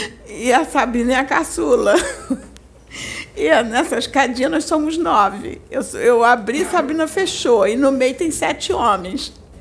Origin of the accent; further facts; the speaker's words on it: Campo Grande, Brazil; Então eu fui para a casa dos meus irmãos lá em Campo Grande, porque a maior parte mora lá em Campo Grande, onde eu fui criada.